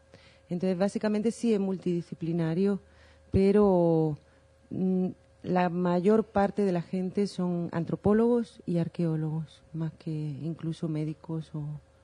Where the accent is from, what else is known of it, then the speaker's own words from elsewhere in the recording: Spain; also born or lived in Guatemala; yo soy española, y por accidente, por supuesto, también. Vivía en Guatemala, estuve viviendo 7 años allí